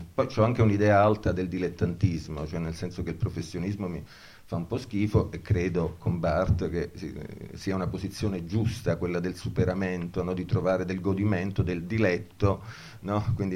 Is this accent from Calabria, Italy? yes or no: yes; Cosenza, Calabria, Italy; Vabbè, ma io sono da Cosenza, quindi cioè, la moglie un poco mi sta civilizzando, ma insomma, ma io sono di Cosenza.